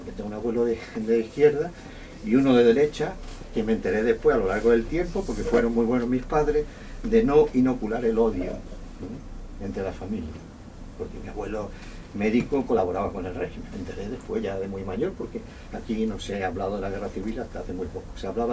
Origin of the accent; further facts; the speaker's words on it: Espera, Andalusia, Spain; yo soy de Espera, en Cádiz, y yo tenía un abuelo de izquierda, muy de izquierda, y un abuelo médico del pueblo.